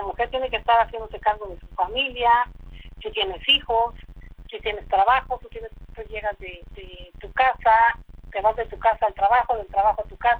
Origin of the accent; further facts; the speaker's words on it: Huetamo, Michoacán, Mexico; born there; yo nací en Huetamo, Michoacán, y efectivamente, como tú decías, estoy en la región de Tierra Caliente, y Huetamo, Michoacán es la región de Tierra Caliente, y divide a Guerrero por el río Balsas.